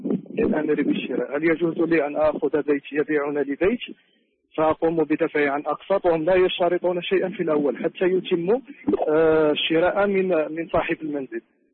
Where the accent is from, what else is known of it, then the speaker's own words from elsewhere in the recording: Morocco; عندنا في المغرب بنوك تسمى بالبنوك التشاركية